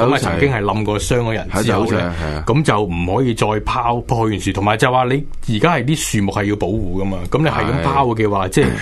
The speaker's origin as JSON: {"language": "Cantonese", "country": "Hong Kong", "said": "咁唔好话我哋香港人啦"}